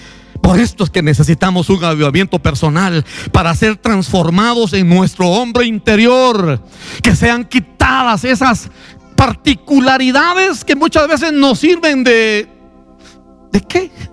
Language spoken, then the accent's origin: Spanish; Guatemala City, Guatemala Department, Guatemala; Yo soy del sur de la ciudad de Guatemala, y es que así somos los de la costa.